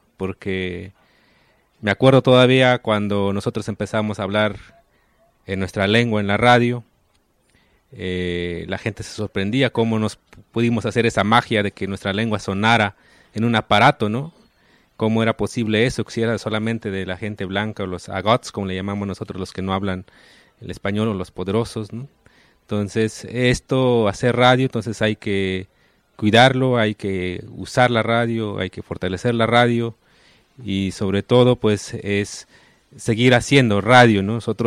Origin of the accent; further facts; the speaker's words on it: Oaxaca, Mexico; first language Ayuk; estoy hablando Ayuk, es mi lengua materna, del territorio Ayuk, ahí en la parte alta de Oaxaca.